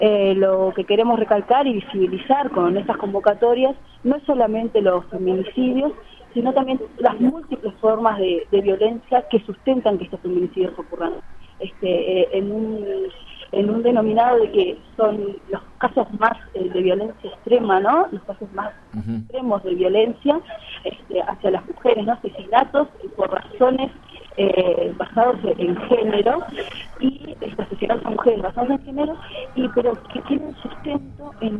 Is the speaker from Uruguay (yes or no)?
yes; Uruguay; la coordinadora que venimos del Uruguay.